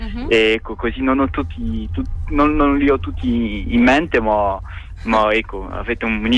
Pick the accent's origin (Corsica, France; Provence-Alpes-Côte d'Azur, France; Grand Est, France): Corsica, France; Bastia; Italian is a second language; perché io sono dell'isola, sono di Bastia, in Corsica